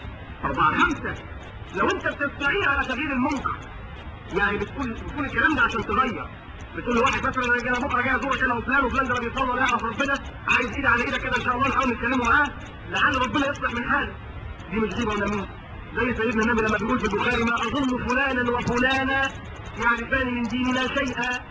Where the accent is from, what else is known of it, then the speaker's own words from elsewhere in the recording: Egypt; انما احنا مصريين